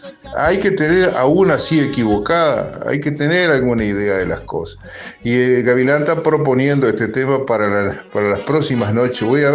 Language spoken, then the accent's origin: Spanish; Bolivia; Yo soy también de Bolivia, ¿viste?